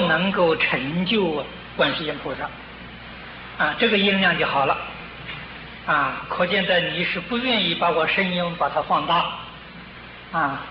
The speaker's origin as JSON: {"language": "Chinese", "country": "China", "said": "对我们中国人来说，缘分特别的深"}